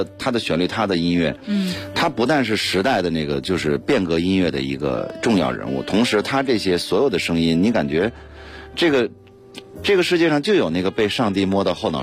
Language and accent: Chinese; Beijing, China; 因为我生在这儿，长在这儿。